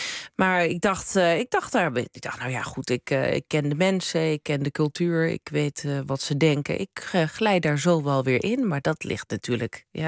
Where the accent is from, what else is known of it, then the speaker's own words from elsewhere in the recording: Krommenie, North Holland, Netherlands; En ik ben zelf, kom ik uit Krommenie. Ja. Het is een paar dorpjes verderop.